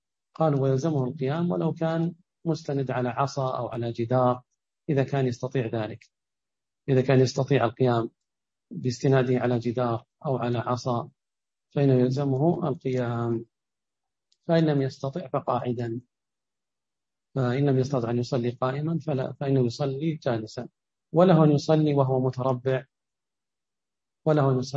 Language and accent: Arabic; Ha'il, Ha'il Province, Saudi Arabia; مثل عندنا بحائل ما تكون رجليه شمال ورأسه باتجاه القبلة